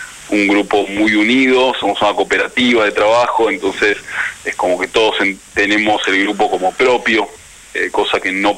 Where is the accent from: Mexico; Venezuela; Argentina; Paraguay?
Argentina; porque somos todos argentinos, porque nos criamos acá